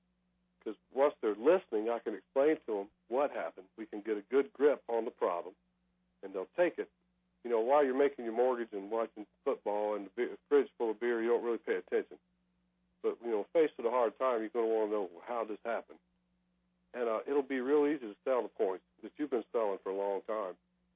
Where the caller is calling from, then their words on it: Savannah, Georgia, United States; from Savannah, Georgia.